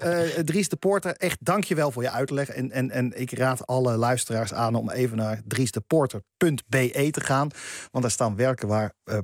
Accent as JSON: {"language": "Dutch", "region": "Zeeland", "country": "Netherlands", "said": "want ik kom zelf uit Zeeland. En mijn vader sprak, die spreekt met zijn zussen plat Zeeuws. Dus daarmee kan ik het een beetje verstaan."}